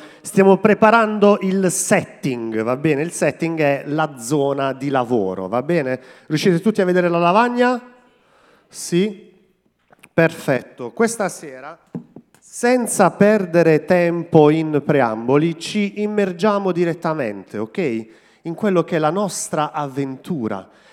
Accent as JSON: {"language": "Italian", "town": "Terlizzi", "region": "Apulia", "country": "Italy", "said": "perché io sono di Terlizzi, quindi venivo in chiesa a Modugno"}